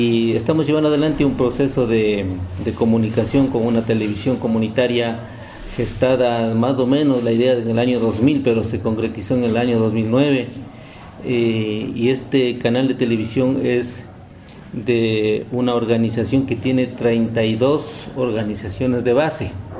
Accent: Ecuador; del Estado Plurinacional del Ecuador

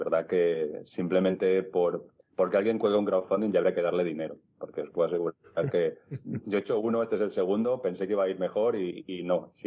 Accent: Palma de Mallorca, Balearic Islands, Spain; he mencionado que soy de Palma de Mallorca, que resido aquí

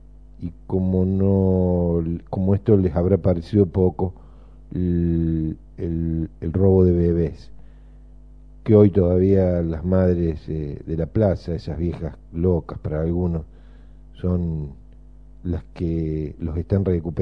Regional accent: Argentina; como argentinos nos merecemos de nuevo todo esto

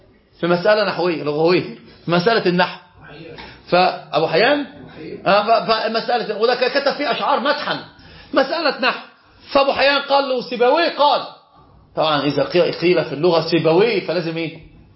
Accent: Egypt; هنا بقى عندنا في مصر

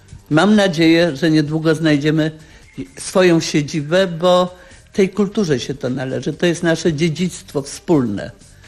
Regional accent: Łódź, Łódź Voivodeship, Poland; Ja jestem łodzianką urodzoną w Łodzi

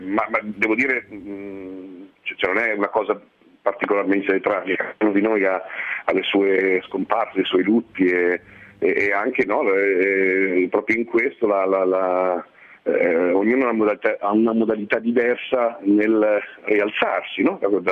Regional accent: Milan, Lombardy, Italy; born there; Io sono nato a Milano alla metà degli anni 60, perciò però in una famiglia sottoproletaria

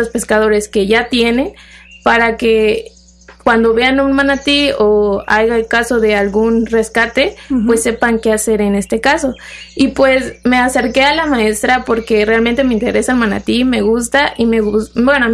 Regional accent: Chiapas, Mexico; yo vengo del estado de Chiapas

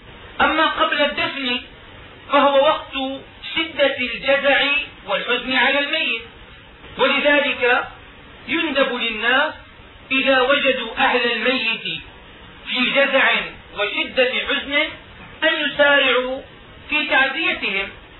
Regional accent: Damascus, Damascus Governorate, Syria; وهكذا كان يفعل العلماء عندنا في دمشق

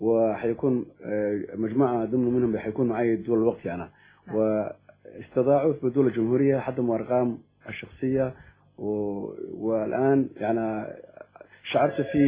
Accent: Somalia; also born or lived in United States; now in United Kingdom; انا كنت اولا عشت في امريكا 20 سنة. انا اصلي صومالي مجنس بريطاني ودرست في امريكا

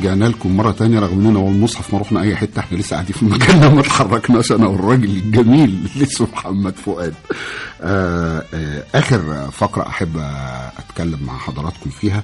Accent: Egypt; احنا من جوانا لازم ندرك ان احنا وصلنا لمستوى بعيد جدا عن مستوانا الحقيقي كمصريين.

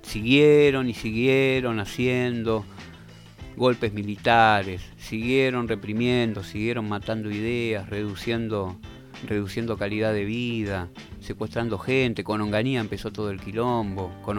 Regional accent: Argentina; Pero somos argentinos.

